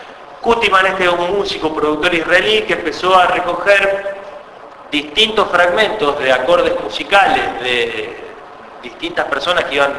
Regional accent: Colón, Buenos Aires Province, Argentina; Yo soy oriundo de Colón, provincia de Buenos Aires.

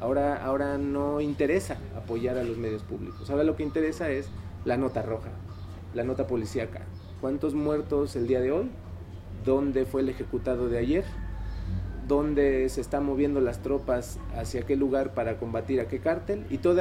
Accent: Mexico; now in Colombia; Estamos explorando nosotros como mexicanos, al menos yo aquí en este momento, en este aquí y ahora, que es mi estar en Colombia.

